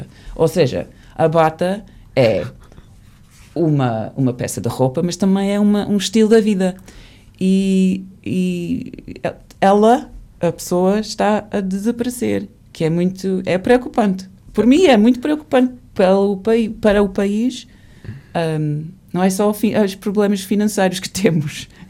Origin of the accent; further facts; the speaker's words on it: England, United Kingdom; Portuguese is a second language; now in Portugal; Porque quando era miúda eu, na Inglaterra, a bata usava-se por muitas pessoas